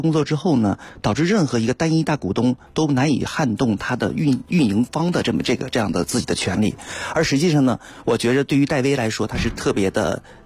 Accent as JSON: {"language": "Chinese", "region": "Beijing", "country": "China", "said": "其实我们北京人不太熟悉的另外一个品牌叫哈罗"}